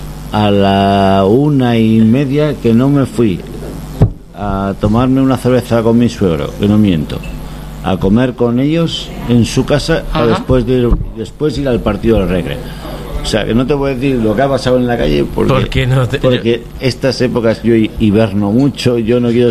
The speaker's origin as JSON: {"language": "Spanish", "region": "Basque Country", "country": "Spain", "said": "Yo soy vasco y además de los de verdad."}